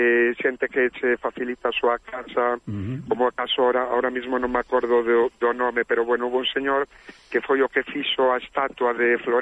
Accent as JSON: {"language": "Galician", "town": "Quiroga", "region": "Galicia", "country": "Spain", "said": "porque eu son de Quiroga"}